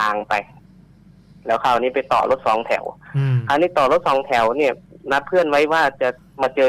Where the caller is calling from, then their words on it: Udon Thani, Thailand; จังหวัดอุดรครับ